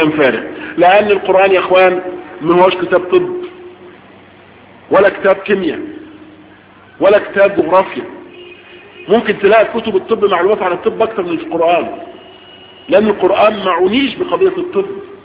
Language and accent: Arabic; Egypt; على وزن نحن وعلى وضعنا احنا كمصريين